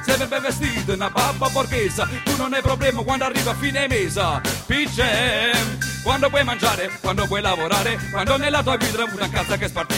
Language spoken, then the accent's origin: Italian; Taranto, Apulia, Italy; vengo da Taranto.